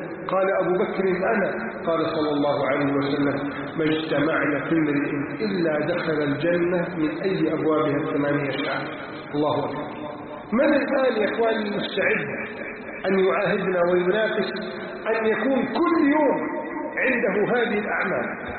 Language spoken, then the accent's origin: Arabic; Egypt; اللهم احفظ بلدنا مصر من كيد الكائدين